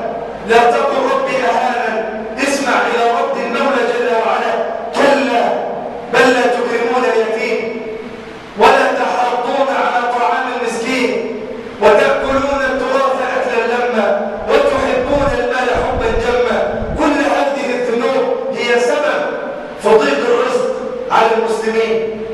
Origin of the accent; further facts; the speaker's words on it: Egypt; اللهم اجعل بلادنا مصر عنا الأمانة، سخاء رخاء،